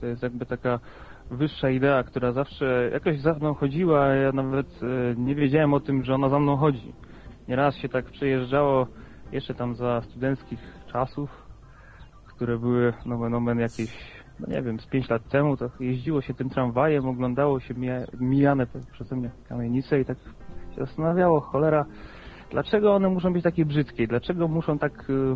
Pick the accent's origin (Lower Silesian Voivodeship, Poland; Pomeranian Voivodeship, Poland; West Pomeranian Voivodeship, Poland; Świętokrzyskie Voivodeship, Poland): Świętokrzyskie Voivodeship, Poland; Kielce; also born or lived in Łódź; bo ja oryginalnie jestem z Kielc, tam się urodziłem, wyjechałem na studia do Łodzi i tutaj sobie mieszkam.